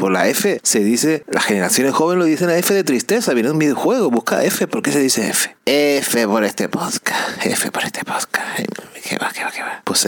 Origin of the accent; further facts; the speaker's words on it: Canary Islands, Spain; Sí, sí, es que somos, los canarios somos así, que no estamos acostumbrados al frío.